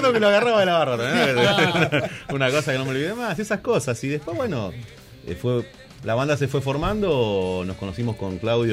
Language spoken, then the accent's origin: Spanish; Loma Hermosa, Buenos Aires Province, Argentina; Sí, sí, yo soy más precisamente de Loma Hermosa.